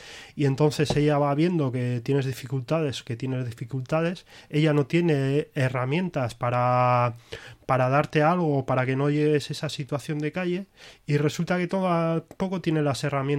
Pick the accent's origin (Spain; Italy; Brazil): Spain; Ortuella, Basque Country; yo, que soy de Ortuella